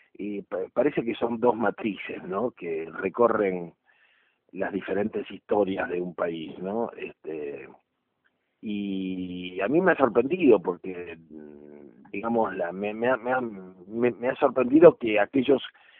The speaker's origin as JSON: {"language": "Spanish", "country": "Argentina", "said": "también destinó todo el esfuerzo que teníamos como argentinos, como país, a un tema absolutamente secundario"}